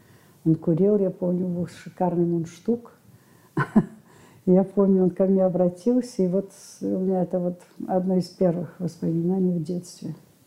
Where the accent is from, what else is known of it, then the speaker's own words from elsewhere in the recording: Cannes, Provence-Alpes-Côte d'Azur, France; Я родилась в Каннах. Это было во время войны, Второй мировой войны. После революции мои родители уехали в Эфиопию.